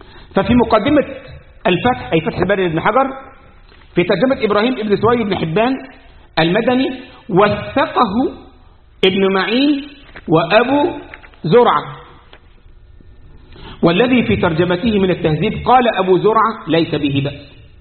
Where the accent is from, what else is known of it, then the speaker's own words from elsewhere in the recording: Egypt; عندنا في مصر يقول ايه؟ يا بخت من زار وخفف،